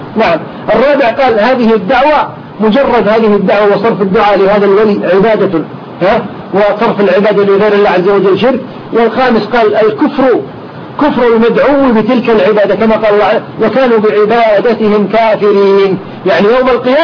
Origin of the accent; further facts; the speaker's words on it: Kuwait; وحتى عندنا في الكويت الآن صار الناس يدعون إليها